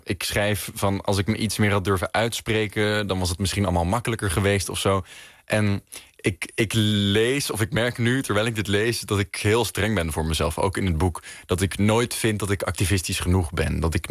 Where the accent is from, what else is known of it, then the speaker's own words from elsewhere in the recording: Haarlem, North Holland, Netherlands; now in Amsterdam, Netherlands; Ik ben opgegroeid in Haarlem. Ik woon in Amsterdam.